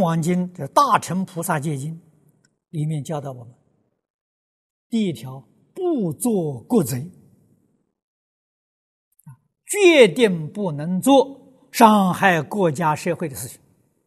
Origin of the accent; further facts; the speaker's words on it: China; 我们中国人常讲忠孝传家